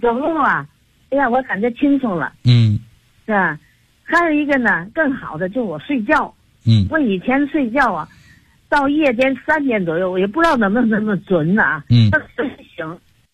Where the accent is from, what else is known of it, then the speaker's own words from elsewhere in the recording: Tianjin, China; 我是天津的